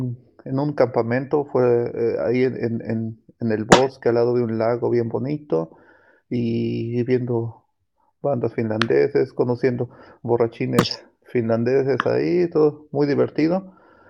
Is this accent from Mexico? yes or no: yes; Mexico; El último festival que fui ya éramos como 10 mexicanos ahí y era más divertido aún